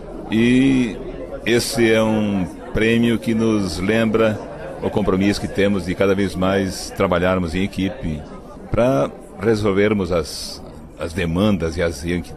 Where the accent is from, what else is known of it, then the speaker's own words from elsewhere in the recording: Timbó, Santa Catarina, Brazil; Eu nasci em Timbó, plantando arroz desde pequeno. Eu cresci plantando arroz